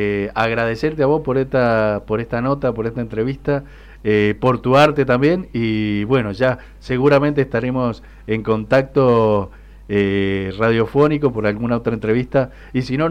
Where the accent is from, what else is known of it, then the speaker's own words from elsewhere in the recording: Mendoza, Argentina; nos da mucho orgullo como mendocinos, mendocinas, mendocines